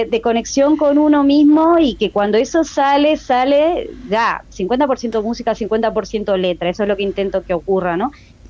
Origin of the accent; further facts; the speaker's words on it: Montevideo, Uruguay; soy de Montevideo. Yo nací en Montevideo y viví toda mi vida en Montevideo. Fui, sí, cambiando un poquito de barrio de repente al principio con mi familia. Estuve la mayoría de los años, viví en Buceo y después la última parte de mi vida, no, perdón, la primera en Cordón